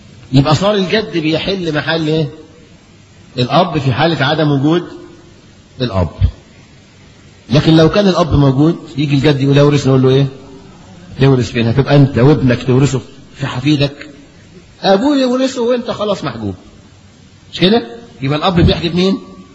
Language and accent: Arabic; Egypt; لكن القانون عندنا في مصر